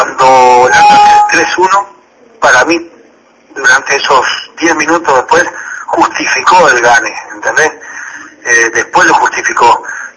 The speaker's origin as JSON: {"language": "Spanish", "country": "Uruguay", "said": "yo la verdad que como uruguayo me siento súper orgulloso del papel que tuvo mi selección"}